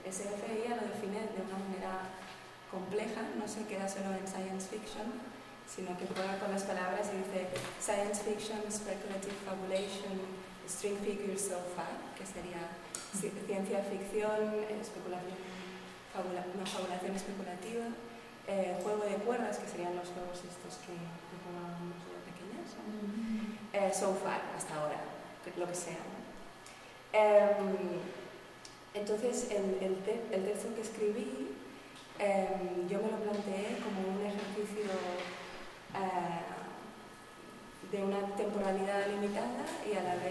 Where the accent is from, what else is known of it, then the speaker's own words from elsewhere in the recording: Spain; first language ca; Spanish is a second language; habla en catalán, que es mi lengua materna, entonces es para mí la más corta, la que no me da tiempo a pensar